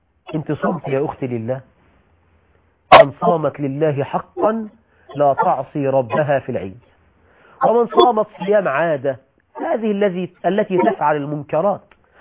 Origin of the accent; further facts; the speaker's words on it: Egypt; ده موجود عندنا في مصر، ما اعرفش بكل الدول العربيه الحال ايه